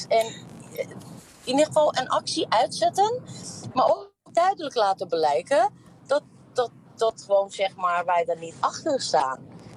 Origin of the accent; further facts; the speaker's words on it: Iran; now in Netherlands; ik kom zelf uit Iran. Ik weet heel goed, ik was best wel jong